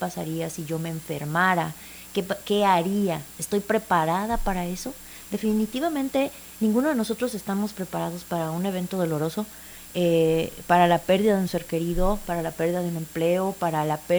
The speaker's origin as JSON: {"language": "Spanish", "country": "Mexico", "said": "nosotros como mexicanos y una cultura que tenemos como muy común es cerrar los ojos, no prepararnos"}